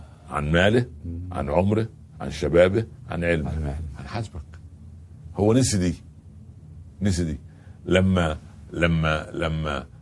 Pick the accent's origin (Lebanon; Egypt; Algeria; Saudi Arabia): Egypt; ده الفلاح عندنا في مصر